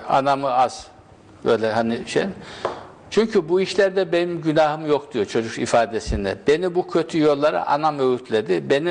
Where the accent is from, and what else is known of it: Isparta, Turkey; born or raised there